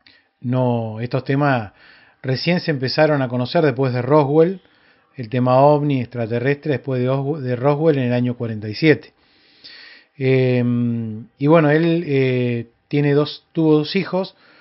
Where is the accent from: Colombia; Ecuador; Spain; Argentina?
Argentina; Córdoba; born there; fue una persona muy común de la misma ciudad donde yo vivo, donde yo nací.